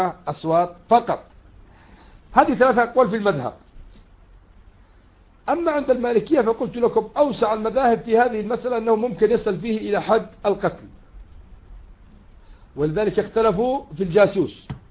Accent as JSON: {"language": "Arabic", "country": "Yemen", "said": "ولذلك الذي قتل الأمريكيين عندنا في اليمن"}